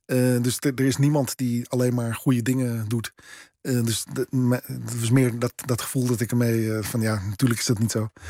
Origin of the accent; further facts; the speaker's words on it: Netherlands; Nou ja, ik ben een Nederlander. Ik heb een Nederlands paspoort. Ik ben hier geboren. Maar niet. Ja, niet op dezelfde manier als als zeg maar niet-Joodse witte Nederlanders.